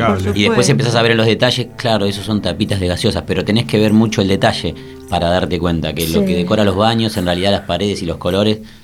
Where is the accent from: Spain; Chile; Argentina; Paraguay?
Argentina; Santa Fe; me formé en teatros más clásicos y más grandes, yo vengo de Santa Fe